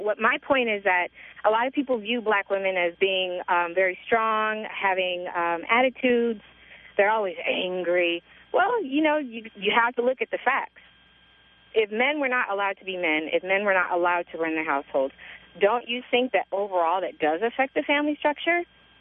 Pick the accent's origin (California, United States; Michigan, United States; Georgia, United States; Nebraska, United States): California, United States; Santa Barbara; Dude, I grew up in Santa Barbara. Everyone dated everyone.